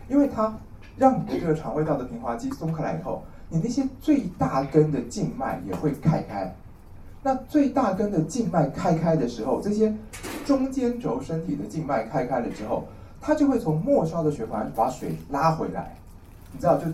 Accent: Taiwan; 我们台湾人叫做甜芽的东西

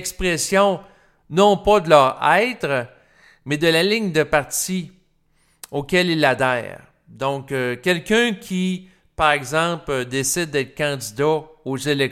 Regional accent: Canada; Et comme je suis Canadien

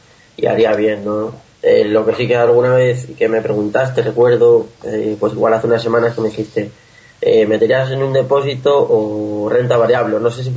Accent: Castilla-La Mancha, Spain; soy de Castilla-La Mancha

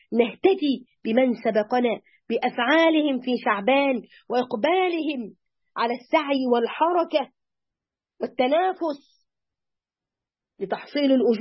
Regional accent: Egypt; ونتذكرهم ما كان من هؤلاء الفراعنة وإحنا مصريين

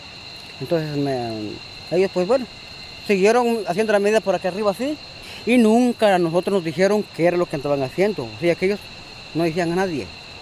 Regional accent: Río Blanco, Intibucá, Honduras; Soy nativo de aquí de Río Blanco, Intibucá. Soy indígena arenca.

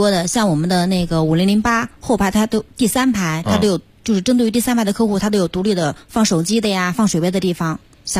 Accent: South China, China; 我是南方人。

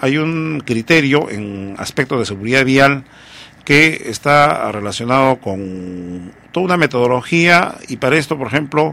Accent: Huancavelica, Peru; Yo soy de Huancavelica

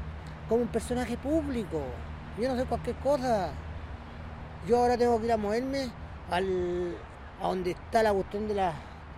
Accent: Valparaíso, Chile; yo tengo un reconocimiento como un personaje público aquí en Valparaíso. Porque estoy hablando de Valparaíso y no hablo de Viña, soy de Portales. De aquí de Portales soy yo.

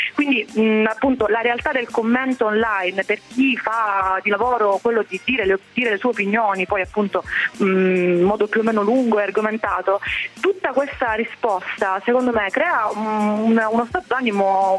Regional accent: Catania, Sicily, Italy; tutte perché sono di Catania

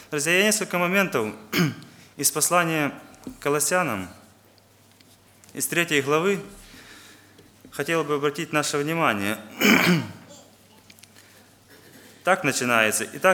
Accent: Western Ukraine, Ukraine; я из Западной Украины, из церкви города Ровно.

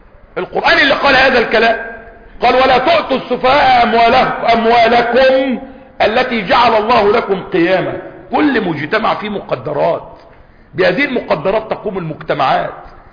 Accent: Egypt; عندنا في مصر سفهاء

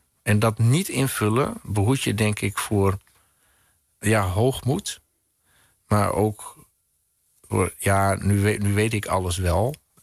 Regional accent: Friesland, Netherlands; Nou, op de vlakten van Friesland, hè, waar ik vandaan kom. Dus over leegte gesproken, dit is het ultieme lege landschap. Want ik kom ook nog eens behoorlijk uit het noorden van Friesland zelf.

